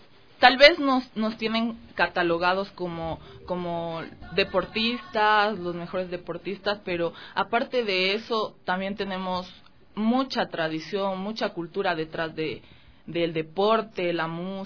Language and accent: Spanish; Quito, Pichincha, Ecuador; Y, bueno, mis papás son de Ibarra, pero yo nací aquí en Quito.